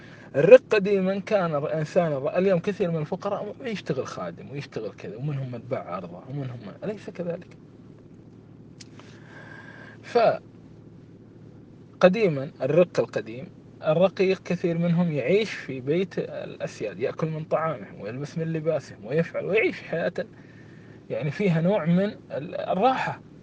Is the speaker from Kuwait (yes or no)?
yes; Kuwait; اليوم أنا أعطيكم مثال عن هذا بلدنا الكويت